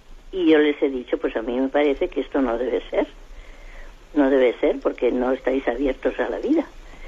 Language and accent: Spanish; Madrid, Community of Madrid, Spain; Yo soy de aquí de Madrid